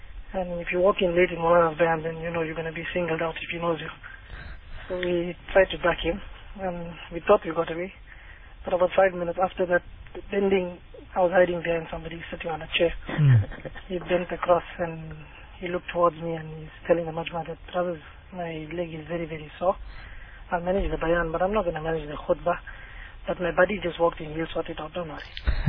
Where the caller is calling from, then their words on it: South West England, United Kingdom; I'm calling from Devon, actually.